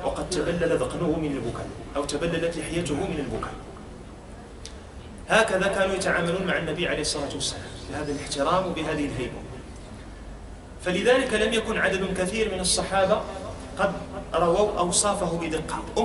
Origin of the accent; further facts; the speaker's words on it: Morocco; كانوا في حال السجادات عندنا في المغرب